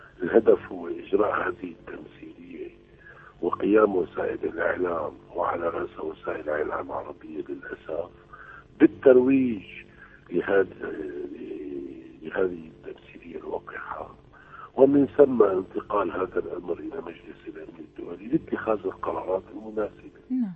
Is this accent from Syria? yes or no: yes; Syria; نحن كشعب سوري يجب علينا أن لا نتأمل من هذه الدول الغربية